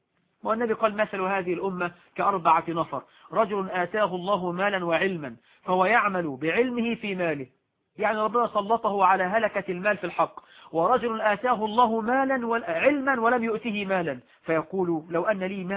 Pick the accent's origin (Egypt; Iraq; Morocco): Morocco; عندنا في المغرب بيعضوا الرجال والنساء يأكلون على طاولة واحدة